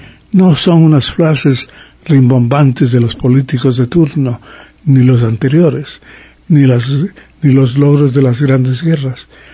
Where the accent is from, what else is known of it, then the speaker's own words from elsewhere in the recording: Ambato, Tungurahua, Ecuador; Yo he donado esa obra a mi terruño, a mi ciudad natal.